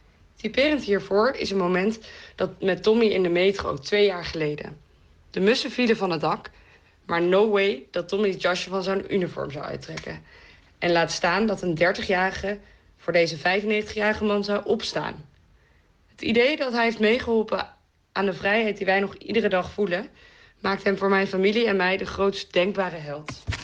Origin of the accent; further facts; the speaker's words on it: Oosterbeek, Gelderland, Netherlands; Ik ben 28 jaar oud en ik kom uit de regio van Oosterbeek.